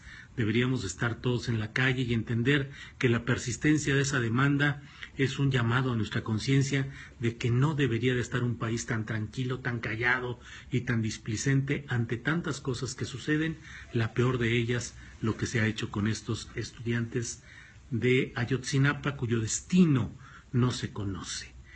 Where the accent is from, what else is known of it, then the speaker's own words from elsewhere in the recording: Coahuila, Mexico; también soy coahuilense.